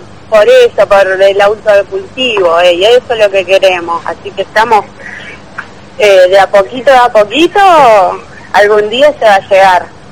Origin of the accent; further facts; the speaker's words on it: Coronda, Santa Fe, Argentina; Coronda, De Coronda, acá estamos con un amigo tomando un licorcito de chocolate